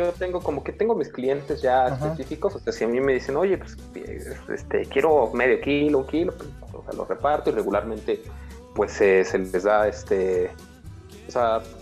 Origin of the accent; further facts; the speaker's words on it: Chiapas, Mexico; yo soy de Chiapas, mi familia es de allá